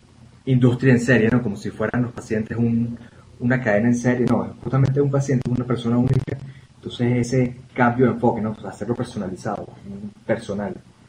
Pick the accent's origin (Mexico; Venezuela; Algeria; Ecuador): Venezuela; yo soy venezolano. Y de hecho vengo de una pequeña isla del Caribe venezolana y yo tiendo a hablar muy rápido